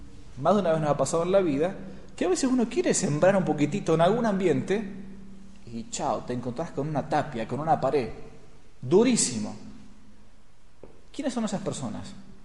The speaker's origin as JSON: {"language": "Spanish", "region": "Buenos Aires", "country": "Argentina", "lives_now": "San Rafael, Argentina", "said": "De donde yo vengo, en Buenos Aires, uno cava un poco y fácilmente llega al medio metro de tierra."}